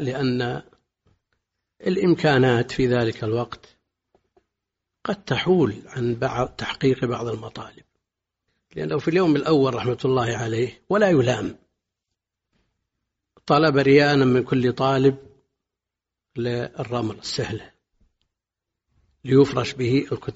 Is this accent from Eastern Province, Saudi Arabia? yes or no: no; Buraydah, Al-Qassim, Saudi Arabia; born or raised there